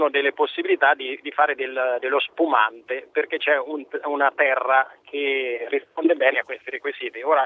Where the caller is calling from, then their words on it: Perugia, Umbria, Italy; io sono umbro, chiamo la Perugia